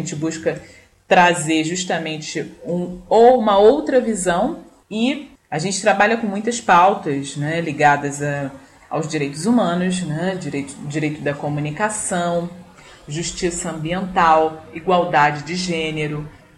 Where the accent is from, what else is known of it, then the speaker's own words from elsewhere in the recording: Rio de Janeiro, Brazil; accent: southeast Rio de Janeiro; o nosso sotaque aqui da região sudeste do Rio de Janeiro